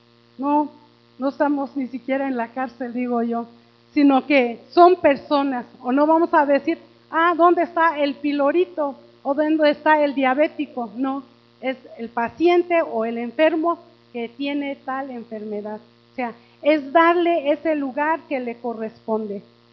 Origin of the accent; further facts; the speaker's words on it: Oaxaca, Mexico; soy indígena, aunque soy de la Sierra de Oaxaca, soy indígena también.